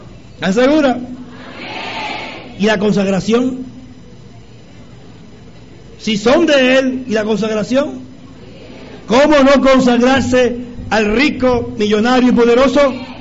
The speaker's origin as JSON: {"language": "Spanish", "town": "Barranquilla", "region": "Atlántico", "country": "Colombia", "accent": "costeño", "moved": "yes", "lives_now": "Bogotá, Colombia", "said": "todavía se dan cuenta que soy barranquillero? ¿Cierto? ¿Cierto? Así vive en Bogotá 20 años, el sotaque no se acaba ni el acento."}